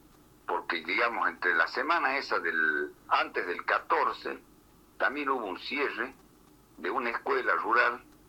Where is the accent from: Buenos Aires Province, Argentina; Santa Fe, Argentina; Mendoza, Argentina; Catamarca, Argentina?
Catamarca, Argentina; Andalgalá; Yo soy del interior de Catamarca, de una localidad que se llama Andalgalá, y tenemos muchas escuelas rurales nosotros acá.